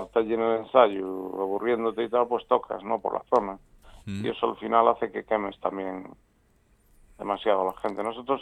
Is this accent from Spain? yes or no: yes; Galicia, Spain; teniendo en cuenta que somos gallegos, para llegar a cualquier lado tenemos que salir un día antes casi.